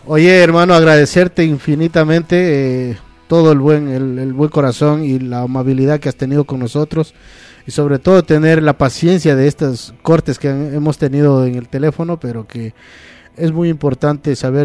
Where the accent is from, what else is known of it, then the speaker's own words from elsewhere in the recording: Ecuador; now in Spain; No, yo soy ecuatoriano, vivo acá ya para 16 años